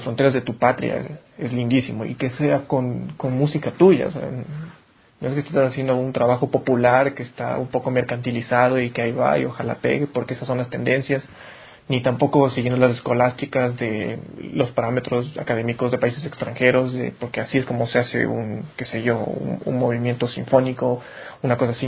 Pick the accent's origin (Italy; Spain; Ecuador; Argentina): Ecuador; yo creo que es una experiencia muy, muy, muy, muy grata para todos, como compositores y como ecuatorianos.